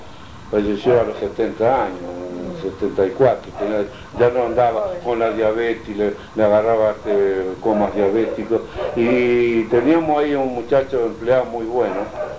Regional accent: Italy; yo me acuerdo siempre que soy italiano

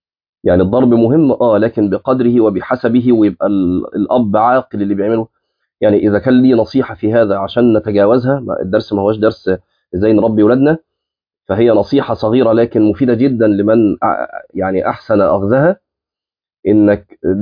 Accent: Egypt; من الامثال الجميله جدا عندنا في مصر

